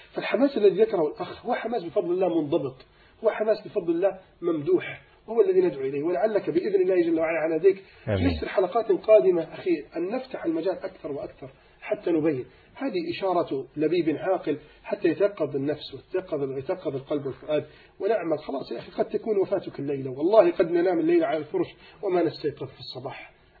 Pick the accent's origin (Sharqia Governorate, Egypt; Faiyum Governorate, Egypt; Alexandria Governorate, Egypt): Alexandria Governorate, Egypt; Alexandria; لم يستطيعوا توديعه على الشاطئ عندنا في الإسكندرية